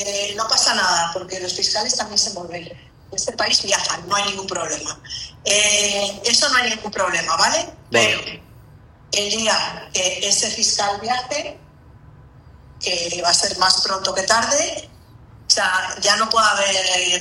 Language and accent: Spanish; Bilbao, Basque Country, Spain; sí, soy de Bilbao, aunque tengo doble nacionalidad cántabra, eso es verdad.